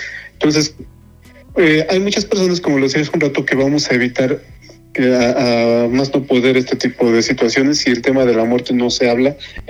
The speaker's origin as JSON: {"language": "Spanish", "country": "Mexico", "said": "lo que nos corresponde como mexicanos en la prehispánica"}